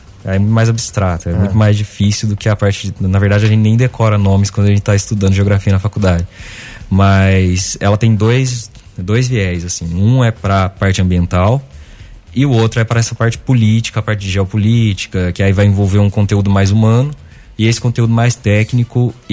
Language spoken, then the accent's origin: Portuguese; Muzambinho, Minas Gerais, Brazil; Eu saí de Muzambinho e fiz cursinho um ano aqui em Guaxupé.